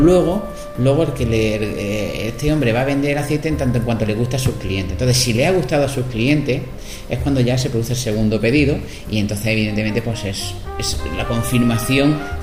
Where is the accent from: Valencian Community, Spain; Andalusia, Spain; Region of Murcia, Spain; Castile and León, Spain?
Andalusia, Spain; Jaén; ese ligero amargor y picor que los que somos de Jaén nos gusta tanto